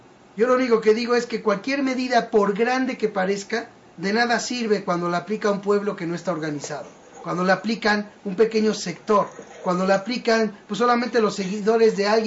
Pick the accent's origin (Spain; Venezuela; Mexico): Mexico; esa es la falla que tenemos como mexicanos